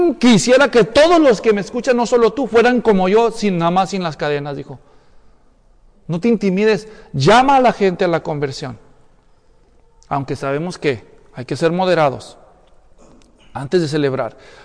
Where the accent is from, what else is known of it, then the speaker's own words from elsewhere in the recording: Ocotlán, Jalisco, Mexico; Si es de Ocotlán, de donde yo soy.